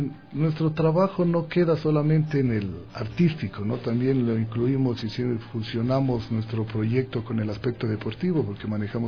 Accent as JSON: {"language": "Spanish", "town": "Tulcán", "region": "Carchi", "country": "Ecuador", "said": "Que quería demostrar en mi tierra lo que los tulcaneños fuera de nuestra provincia y nuestro terruño lo podemos hacer"}